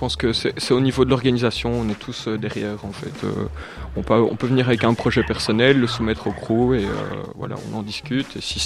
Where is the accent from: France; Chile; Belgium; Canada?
Belgium; Namur, Wallonia; Ouais, c'est ça, je suis de Namur et tous les gens sont Namur, viennent de Namur.